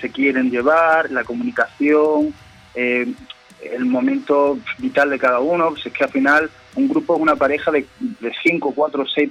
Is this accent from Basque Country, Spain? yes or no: no; Andalusia, Spain; todos somos de aquí, de Andalucía